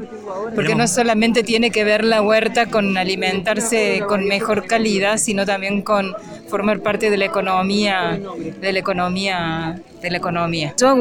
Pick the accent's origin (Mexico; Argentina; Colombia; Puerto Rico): Argentina; Córdoba; Somos de las Sierras Chicas de Córdoba.